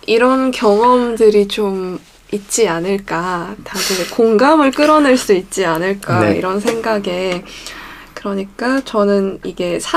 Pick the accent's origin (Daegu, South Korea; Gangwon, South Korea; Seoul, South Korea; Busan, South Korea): Busan, South Korea; 근데 당황하면 부산 사람이니까. 왜냐면 전 정말 부산 사람이기 때문에.